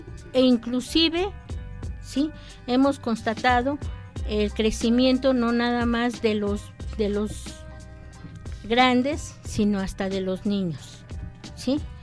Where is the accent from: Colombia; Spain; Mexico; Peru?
Mexico; Creo que como mexicanos tendemos a idealizar